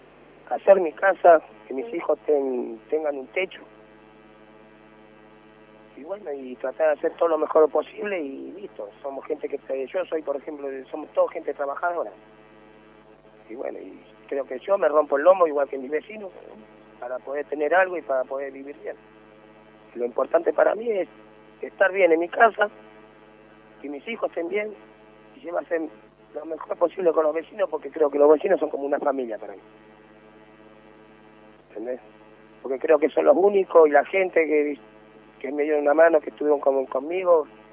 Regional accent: Moreno, Buenos Aires Province, Argentina; Yo soy nacido, criado en Moreno.

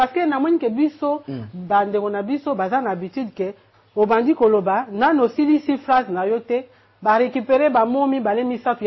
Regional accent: DR Congo; Tout ça, on est congolais.

